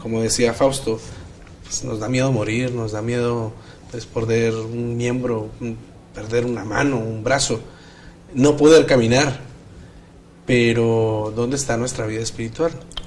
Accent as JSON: {"language": "Spanish", "country": "Colombia", "lives_now": "Mexico", "said": "soy colombiano y trabajo aquí como docente en la Universidad de Montemorelos."}